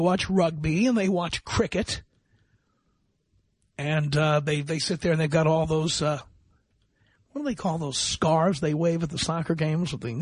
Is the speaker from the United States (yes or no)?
yes; New York City, New York, United States; And I'm speaking from the point of view of being an American. And London to me, I grew up in New York City.